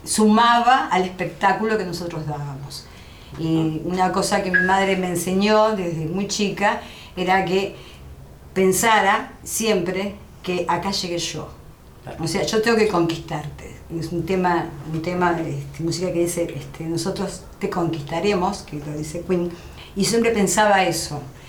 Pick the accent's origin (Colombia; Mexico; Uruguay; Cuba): Uruguay; Y dijimos, no, somos uruguayos.